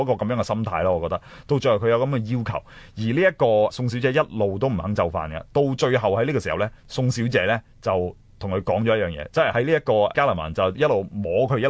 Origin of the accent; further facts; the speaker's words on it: China; 其實對於特別係我哋中國人睇，我哋都幾能夠肯定嘅